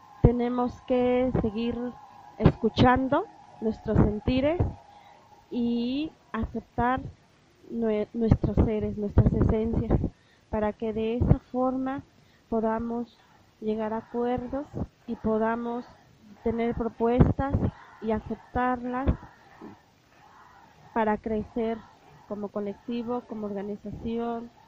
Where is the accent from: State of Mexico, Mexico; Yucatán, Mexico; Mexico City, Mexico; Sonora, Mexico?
State of Mexico, Mexico; San Salvador Atenco; soy de San Salvador Atenco, Estado de México